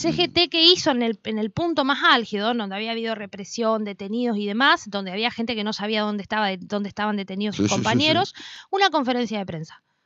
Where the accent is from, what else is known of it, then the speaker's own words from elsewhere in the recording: Paraná, Entre Ríos, Argentina; yo vengo de Paraná, no vivo en Paraná